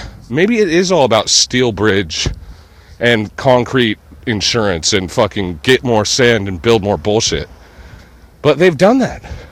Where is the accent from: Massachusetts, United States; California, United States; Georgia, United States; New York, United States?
California, United States; I'm a Californian, true and true. I'm just a hometown fool.